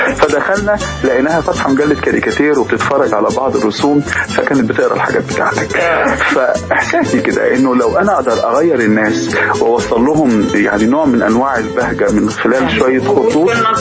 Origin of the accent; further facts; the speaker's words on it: Alexandria, Alexandria Governorate, Egypt; احنا عندنا في اسكندريه لما مثلا احنا كنا نروح البحر